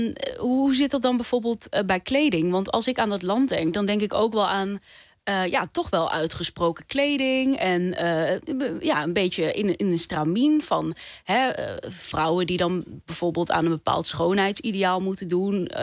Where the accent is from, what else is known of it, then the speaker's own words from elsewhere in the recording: Netherlands; Denk je dat wij als Nederlanders dan misschien een beetje een vertekend beeld hebben van dat land?